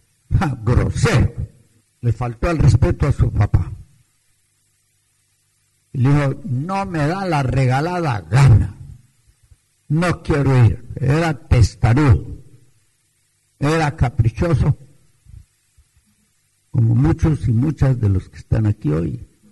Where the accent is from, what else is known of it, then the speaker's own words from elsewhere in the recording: Antioquia, Colombia; Yo me crié en Antioquia, en la República de Colombia, donde es la hermana, y los montañeros, maiceros, los paisas, en aquel tiempo tenían fama de tener 12, 15 hijos.